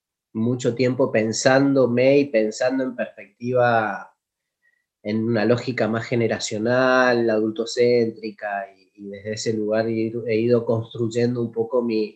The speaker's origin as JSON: {"language": "Spanish", "region": "Mendoza", "country": "Argentina", "said": "yo soy de Mendoza. Tengo 44, creo, 44 años, 45, por ahí."}